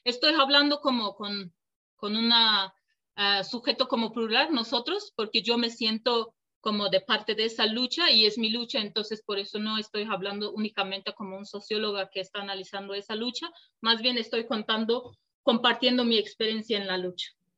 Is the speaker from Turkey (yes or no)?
yes; Turkey; born there; Spanish is a second language; en mi caso, yo nací en Turquía, entonces por eso como toda la educación que recibí para que yo sí me podría considerar como turca, ¿no?